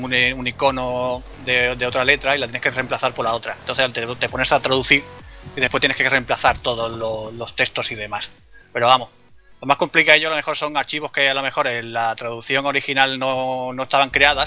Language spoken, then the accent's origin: Spanish; Andalusia, Spain; Pues yo soy un andaluz que le encanta todo tipo de videojuegos